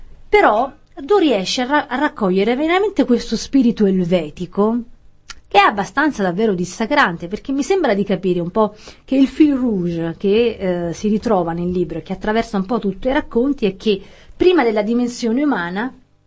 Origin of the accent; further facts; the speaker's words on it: Campania, Italy; Allora, essendo io campana, credo che questo vada letto